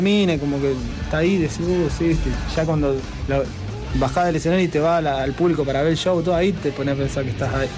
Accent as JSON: {"language": "Spanish", "town": "Rosario", "region": "Santa Fe", "country": "Argentina", "said": "entre quienes vamos, que somos de Rosario, tenemos que viajar, llegar, viste."}